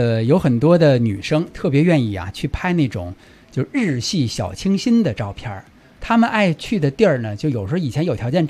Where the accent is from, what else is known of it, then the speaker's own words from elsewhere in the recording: Beijing, China; 我和刘钊都是北京土生土长的